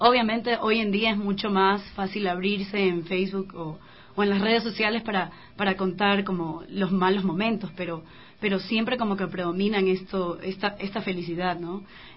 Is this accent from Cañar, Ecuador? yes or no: no; Guayaquil, Guayas, Ecuador; soy de Guayaquil, por eso esta alegría tan grande que tengo.